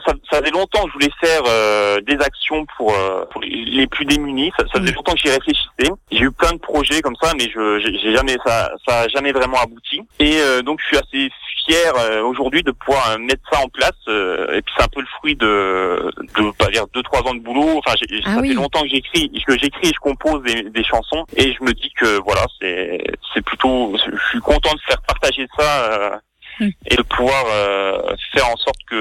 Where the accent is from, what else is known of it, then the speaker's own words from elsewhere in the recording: Épinal, Grand Est, France; Je suis spinalien, je suis d'Épinal, donc